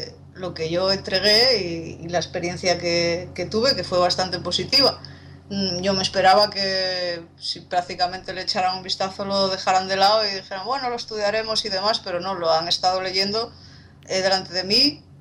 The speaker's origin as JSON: {"language": "Spanish", "town": "Cudillero", "region": "Asturias", "country": "Spain", "tie": "born or raised there", "said": "De Cudillero, de lo que es mi concejo, mi pueblo."}